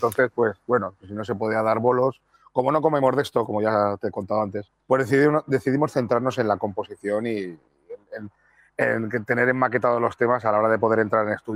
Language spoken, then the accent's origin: Spanish; Valencia, Valencian Community, Spain; venimos de Valencia, que es una ciudad que tampoco es que sea muy propicia a la música que hacemos nosotros. Que no se enfade ningún paisano mío